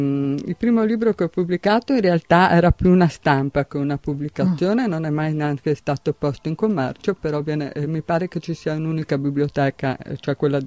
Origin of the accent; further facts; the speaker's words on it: Mestre, Veneto, Italy; now in Martellago, Italy; Ma io adesso sono residente da diversi anni a Martellago, però sono di Mestre. Sono nata a Mestre e ho vissuto anche là i primi anni della mia vita.